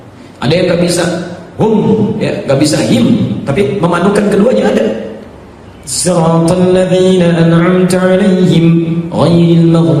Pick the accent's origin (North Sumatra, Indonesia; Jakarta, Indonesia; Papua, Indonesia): Jakarta, Indonesia; Kita orang Betawi belajarnya ke situ ya.